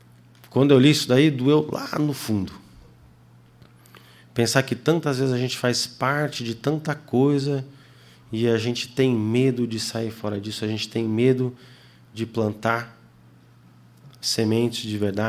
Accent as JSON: {"language": "Portuguese", "country": "Senegal", "tie": "born or raised there", "moved": "yes", "said": "Eu cresci no Senegal. Morei lá 12 anos. E a vida no Senegal era muito diferente. Meus pais moraram muito tempo na aldeia. É uma realidade completamente diferente. E eu cresci no meio do mato."}